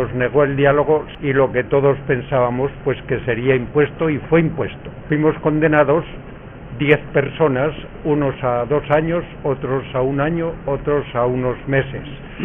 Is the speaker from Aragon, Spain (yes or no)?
no; Navarre, Spain; Yo vengo pues del Valle de Aranguren